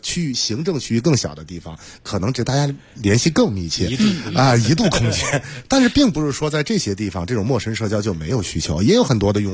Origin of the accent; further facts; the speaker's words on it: Jinan, Shandong, China; 比如说这个像我的老家济南，济南按理说也是省会城市了